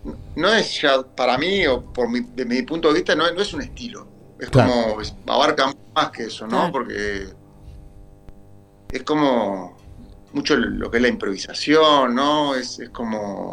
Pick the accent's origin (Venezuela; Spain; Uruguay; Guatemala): Uruguay; moved away as an adult; que yo soy uruguayo, vivo acá hace 20 años